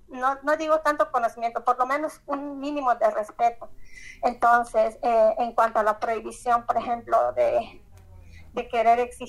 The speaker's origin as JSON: {"language": "Spanish", "country": "Bolivia", "said": "en mi país hay mucha discriminación Yo soy de Bolivia"}